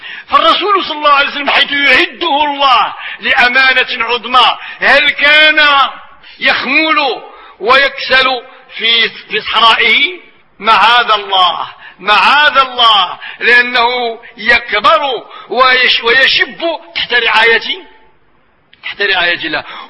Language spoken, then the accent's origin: Arabic; Marrakesh, Marrakesh-Safi, Morocco; وبصفتنا احنا من مراكش، ومراكش جو صحراوي،